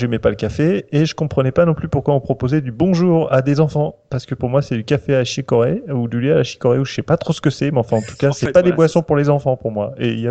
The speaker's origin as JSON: {"language": "French", "region": "Normandy", "country": "France", "said": "Bah pourtant, je suis du Calvados, alors merde."}